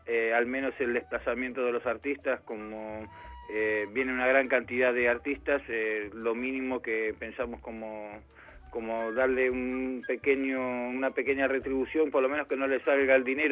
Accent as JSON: {"language": "Spanish", "country": "Argentina", "said": "como argentinos que somos"}